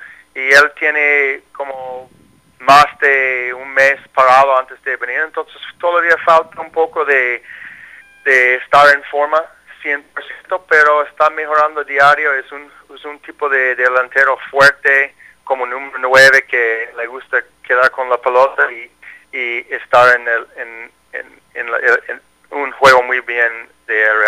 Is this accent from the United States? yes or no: yes; United States; Spanish is a second language; como yo soy americano pero habla español, yo puedo comunicar con los dos grupos.